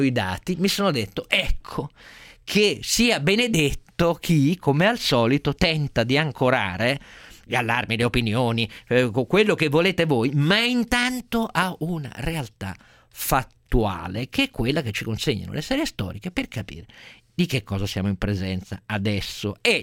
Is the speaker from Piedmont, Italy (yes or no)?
yes; Turin, Piedmont, Italy; quella coltre nera che mi colpì in maniera terrificante quando ero ragazzino a Torino